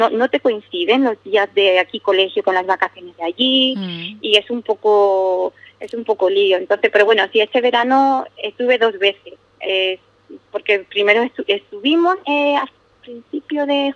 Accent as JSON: {"language": "Spanish", "region": "South", "country": "Spain"}